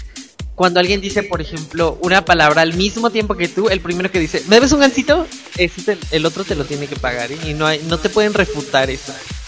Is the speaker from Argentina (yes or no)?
no; Mexico; también como mexicanos y como...